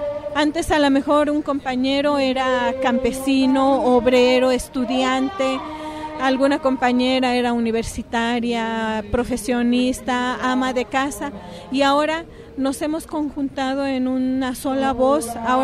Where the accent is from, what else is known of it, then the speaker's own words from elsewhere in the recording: Mexico; somos muchos mexicanos, muchas mexicanas que estamos en las calles